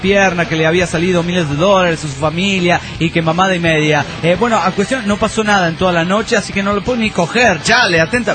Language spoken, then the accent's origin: Spanish; Coatzacoalcos, Veracruz, Mexico; soy de Coatzacoalcos, en Veracruz, México.